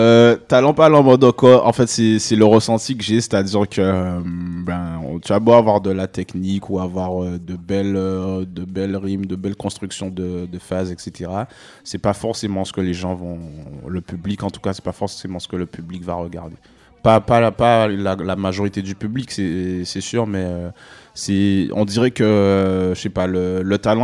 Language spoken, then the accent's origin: French; Guadeloupe; moved away as an adult; also born or lived in Paris, France; now in Canada; je suis né à Paris en 90. Voilà. Après, je suis parti en Guadeloupe. J'ai passé la plus grande partie de mon enfance en Guadeloupe, en fait.